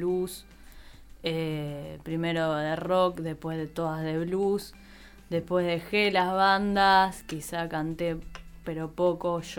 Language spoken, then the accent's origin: Spanish; Buenos Aires, Argentina; Viví en Buenos Aires, soy de Buenos Aires, y ahora, bueno, hace tiempo que ya dejé de vivir allá, así que ahora estoy como bastante nómade.